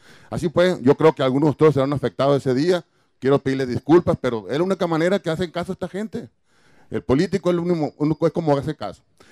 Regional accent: Hermosillo, Sonora, Mexico; Vengo de Hermosillo, vivo en Hermosillo, pero tengo 20 años en San José.

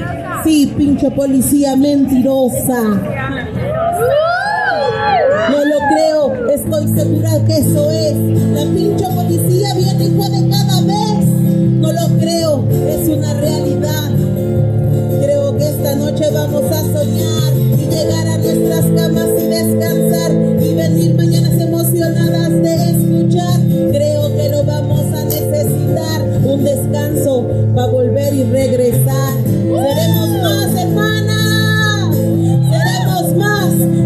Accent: Ciudad Juárez, Chihuahua, Mexico; Soy de Ciudad Juárez, en la frontera nos entendemos, aquí nos vemos.

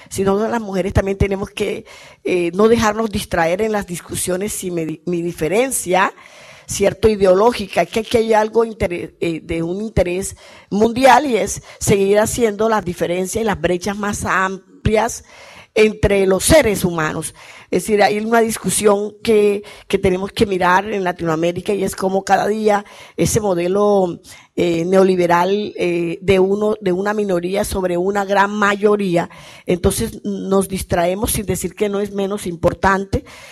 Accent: Colombia; Vengo de Colombia.

